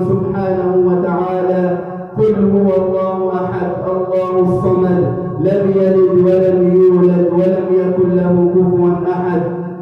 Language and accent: Arabic; Egypt; اللهم اجعل بلدنا مصر أمنا أمانا